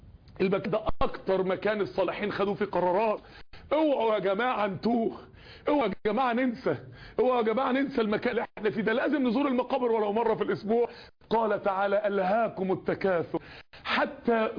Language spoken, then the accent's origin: Arabic; Mansoura, Dakahlia, Egypt; من الداعيات الكبار عندنا في المنصورة